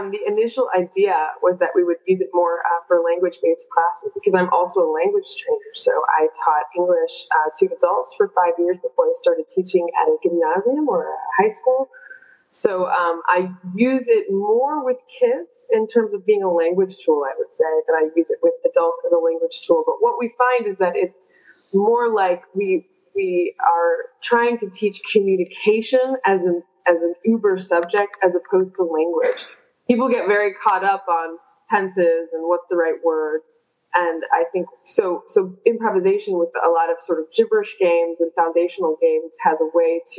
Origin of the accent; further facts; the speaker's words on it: United States; now in Frankfurt, Germany; I am obviously an American. You can tell from my accent and from my language choice of the interview. I have been in Frankfurt since 2001, so that is coming up on 14 years.